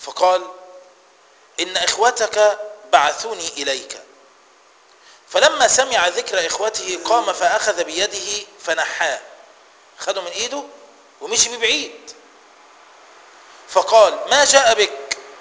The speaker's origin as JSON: {"language": "Arabic", "country": "Egypt", "said": "خلي بالك ده الكلام ده هنا عندنا في مصر"}